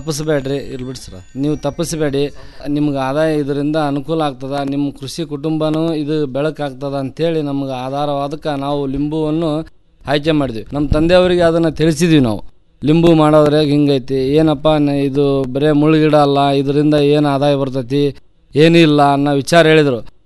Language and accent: Kannada; Kamanur, Karnataka, India; ನಾವು ಜಿಲ್ಲಾ ಕೊಪ್ಪಳ ತಾಲೂಕಿನ ಕಾಮನೂರು ಗ್ರಾಮದವರು. ನಮ್ಮದು ಅವಿಭಕ್ತ ಕುಟುಂಬ. ನಾವು ಮೂಲತಃ ಕೃಷಿ ಆಧಾರಿತವಾದ ಕುಟುಂಬ.